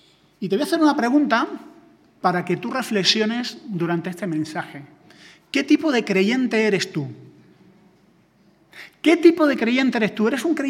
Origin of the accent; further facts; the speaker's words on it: Granada, Andalusia, Spain; also born or lived in Sevilla; now in Madrid, Spain; Yo vengo de una ciudad pequeña, o sea, yo soy de Granada, viví en Sevilla, y Andalucía es muy diferente a Madrid.